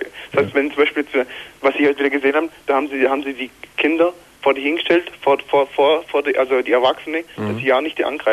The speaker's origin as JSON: {"language": "German", "country": "Eritrea", "tie": "born there", "second_language": "German", "said": "Also gebürtig komme ich aus Eritrea."}